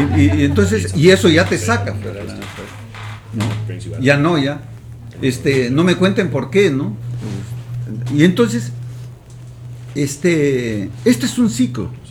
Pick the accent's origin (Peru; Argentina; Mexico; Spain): Peru; Pucallpa, Ucayali; en Cusco, en mi tierra, en Pucallpa